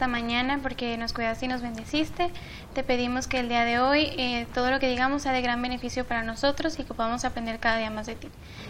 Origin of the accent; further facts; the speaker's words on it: Cuernavaca, Morelos, Mexico; estudio igual segundo año de medicina y vengo de Cuernavaca, Morelos